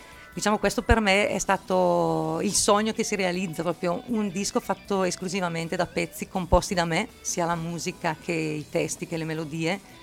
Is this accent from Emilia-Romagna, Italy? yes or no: no; Lombardy, Italy; Sono una donna di una certa età, ok? Vengo dalla provincia di Brescia